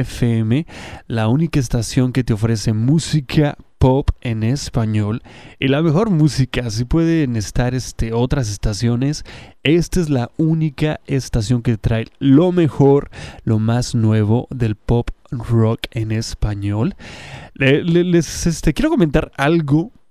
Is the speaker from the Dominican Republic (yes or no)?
no; Mexico; parte de Norteamérica que somos nosotros los mexicanos, estamos celebrando el Bicentenario